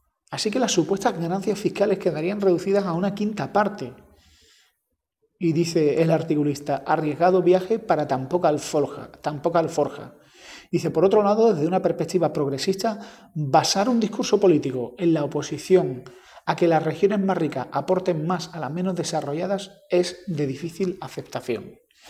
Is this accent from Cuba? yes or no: no; Andalusia, Spain; cosa que para mí como andaluz me parece un poco raro